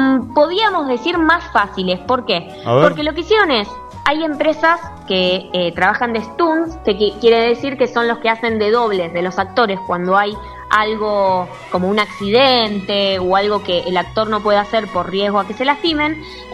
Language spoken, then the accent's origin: Spanish; Argentina; innovamos como argentinos, bien argento